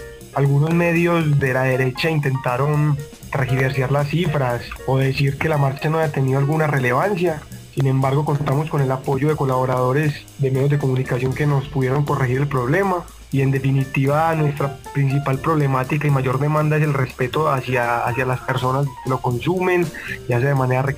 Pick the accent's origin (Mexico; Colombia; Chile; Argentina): Colombia; Medellín, Antioquia; soy de Medellín, Colombia